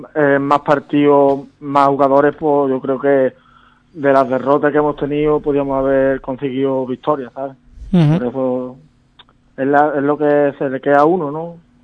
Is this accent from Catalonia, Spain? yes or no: no; Algar, Andalusia, Spain; Sí, somos 6 jugadores de Algar.